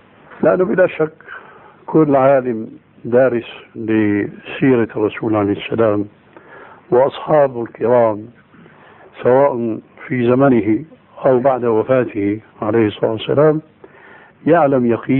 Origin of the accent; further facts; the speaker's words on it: Syria; لكن نوبات مستعملة عندنا في سوريا وهي أنسب لهم